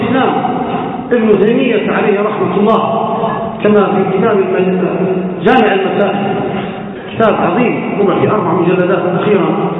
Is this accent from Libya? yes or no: yes; Libya; في بلدنا ليبيا والإسقاط طرابلس كما حصل أيام طويلة